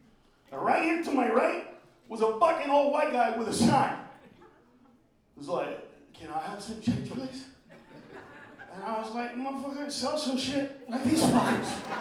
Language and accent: English; Los Angeles, California, United States; Because I grew up in the Maravilla Projects, but my brother lives right up the hill.